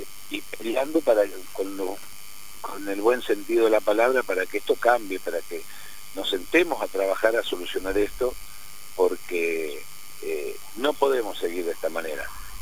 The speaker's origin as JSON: {"language": "Spanish", "town": "Coronda", "region": "Santa Fe", "country": "Argentina", "said": "porque somos de Coronda, todos sabemos cómo, quién es uno y quién es otro"}